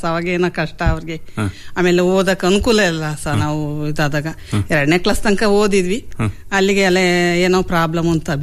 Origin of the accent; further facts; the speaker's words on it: Koratikere, Karnataka, India; ತವರು ಮನೆ ಕೊರಟಿಕೆರೆ ಸರ್, ಹೊಸದುರ್ಗ ತಾಲೂಕೆ.